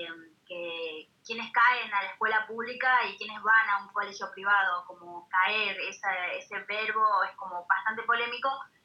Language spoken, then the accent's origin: Spanish; Jujuy, Argentina; born there; Yo nací en Jujuy, mi abuela era boliviana.